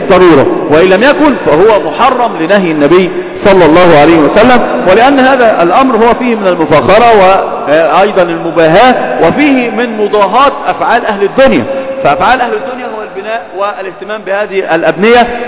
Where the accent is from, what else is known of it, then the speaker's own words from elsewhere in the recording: Egypt; إحنا عندنا في مصر المقابر الآن أصبحت بيوتات للناس